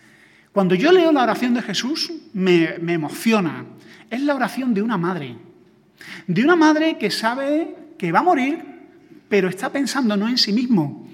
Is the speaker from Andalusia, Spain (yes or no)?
yes; Granada, Andalusia, Spain; also born or lived in Sevilla; now in Madrid, Spain; Yo vengo de una ciudad pequeña, o sea, yo soy de Granada, viví en Sevilla, y Andalucía es muy diferente a Madrid.